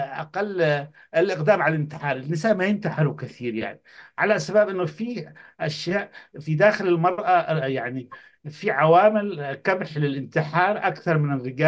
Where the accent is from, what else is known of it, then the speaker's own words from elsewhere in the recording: Yemen; أنا طبعا من اليمن لاحظت انتشار السحر